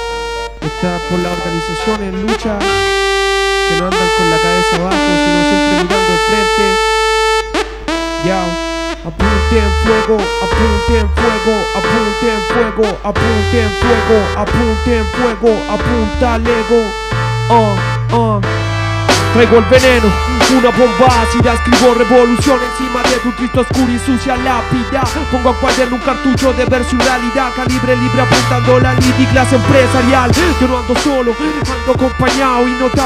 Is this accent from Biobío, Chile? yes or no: yes; Concepción, Biobío, Chile; Somos puros cabros de Conce, haciendo hip hop autogestionado. Y aquí en Santiago participando en La Laucha.